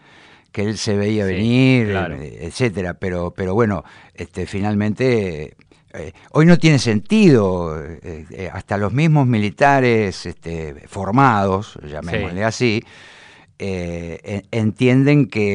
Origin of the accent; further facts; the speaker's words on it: Bahía Blanca, Buenos Aires Province, Argentina; Y mucho bahiense de clase media, careta, pónganle el adjetivo que quieran, nos queremos parecer demasiado a los porteños